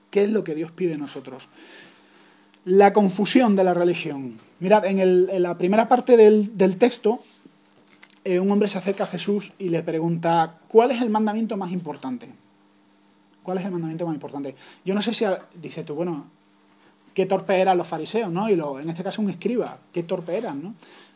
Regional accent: Andalusia, Spain; Yo que tengo, como andaluz, tengo una vena humorística

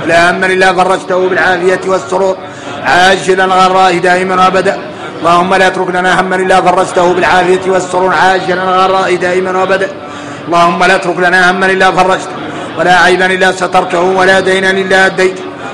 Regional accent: Mauritania; هاي قال العبارة يلا احنا موريتاني نتقيدوا بها

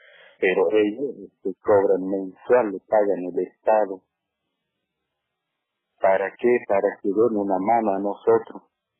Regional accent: Misión Chaqueña, Salta, Argentina; now in Misión Salín, Argentina; yo estoy aquí hace 10 años que estoy aquí en mi comunidad Misión Salín. Yo soy nacido, criado en Misión Chaqueña.

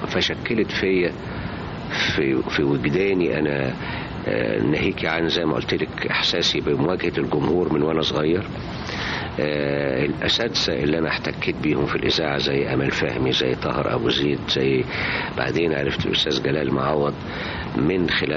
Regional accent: Alexandria, Alexandria Governorate, Egypt; لكن أنا كان عندنا في اسكندرية سينما تعرض أفلام طلياني

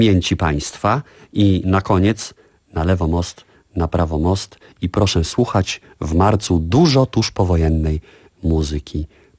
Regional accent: Warsaw, Masovian Voivodeship, Poland; opowiedzieć troszkę o odrodzeniu Warszawy, mojego rodzinnego miasta

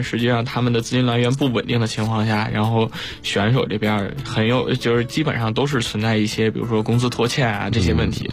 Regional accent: Beijing, China; 因为我也是北京人，军哥也是北京人

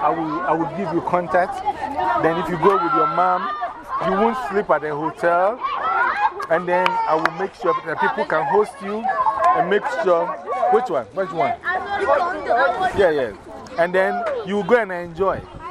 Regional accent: Ghana; No, I'm from Ghana.

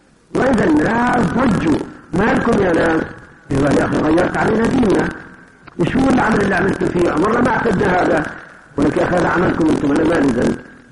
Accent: Kuwait; فأنا العادة عندنا في الكويت

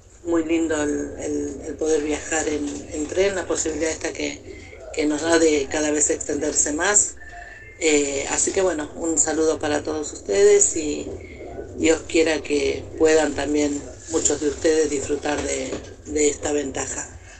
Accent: Buenos Aires, Argentina; soy de Buenos Aires.

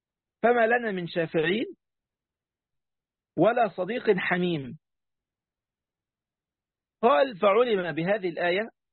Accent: Egypt; عندنا في مصر

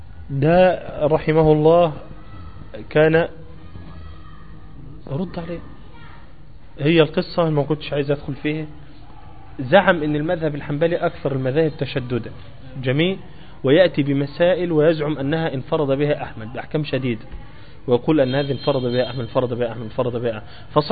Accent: Egypt; أيوة زي الإمام الأكبر عندنا في مصر.

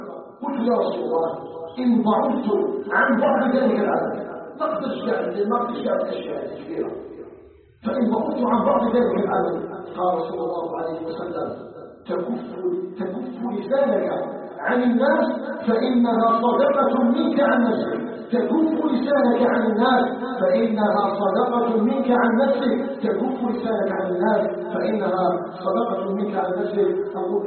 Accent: Algeria

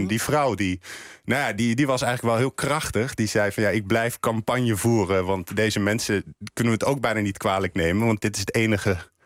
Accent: Netherlands; En als ze dan ook nog eens horen dat we uit Nederland komen, dan wordt het helemaal erg.

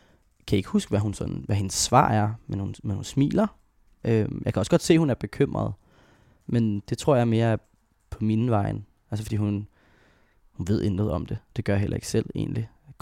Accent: Hvidovre, Capital Region of Denmark, Denmark; Så jeg boede sammen med dem og min storebror i Hvidovre.

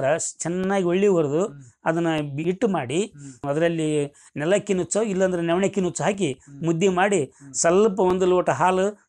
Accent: Kamanur, Karnataka, India; Kamanuru sir.

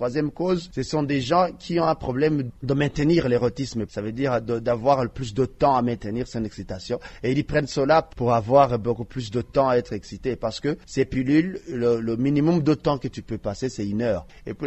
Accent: Burundi; Chez nous, au Burundi, je dirais que la vitesse de propagation commence à être accélérée.

